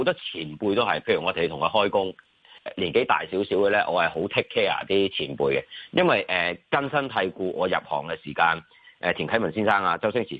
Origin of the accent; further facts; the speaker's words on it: China; 我哋中国人传统就系百行孝为先